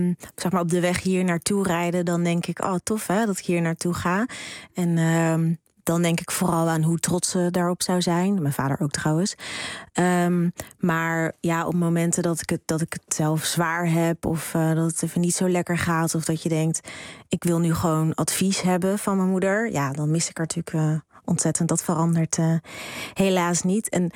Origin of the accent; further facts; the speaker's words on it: Rotterdam, South Holland, Netherlands; Ik ben opgegroeid in Rotterdam.